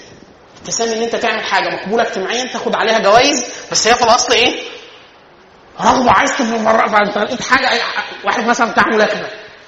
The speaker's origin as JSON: {"language": "Arabic", "country": "Egypt", "said": "احنا كمصريين مثلا في اخر 2000 سنه ما شفناش وحش واحد"}